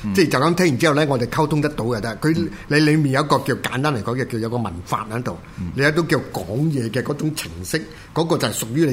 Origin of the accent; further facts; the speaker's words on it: China; 這個最啱我哋中國人去講呢